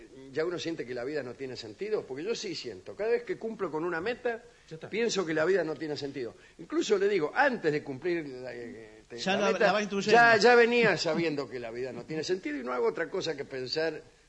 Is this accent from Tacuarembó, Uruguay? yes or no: yes; Tacuarembó, Uruguay; born there; Soy oriental, soy nacido en Tacuarembó.